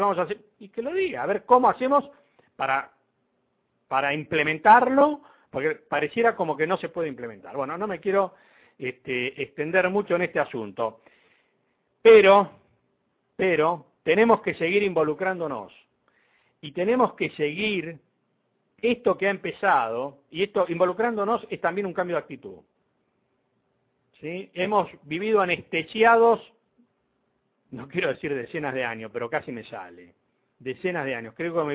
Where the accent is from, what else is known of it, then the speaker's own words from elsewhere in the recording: Argentina; Todos somos argentinos.